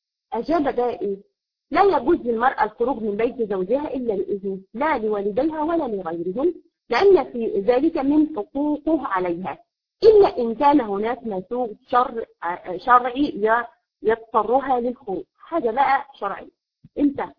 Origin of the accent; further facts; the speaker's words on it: Egypt; عندنا في مصر تقول لك ايه